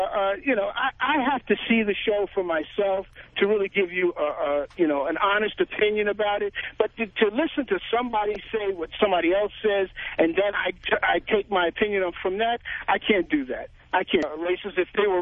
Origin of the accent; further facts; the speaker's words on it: New York, United States; now in California, United States; I'm being from New York, you know, transplanted to California.